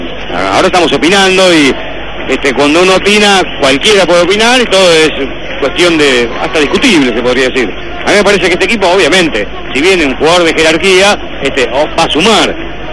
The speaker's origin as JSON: {"language": "Spanish", "region": "Buenos Aires Province", "country": "Argentina", "tie": "born or raised there", "said": "Toda mi vida viví en zona norte, cerca de la cancha platense. De chico iba al colegio en Platense"}